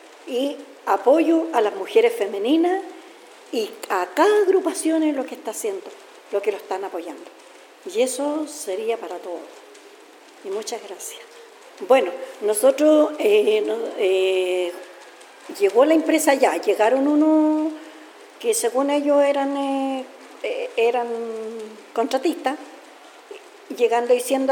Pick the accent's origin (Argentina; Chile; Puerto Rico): Chile; Tránguil, Los Ríos; soy de la comunidad de Tránguil, soy la presidenta de Tránguil, de mi comunidad, la comunidad Nehuén de Tránguil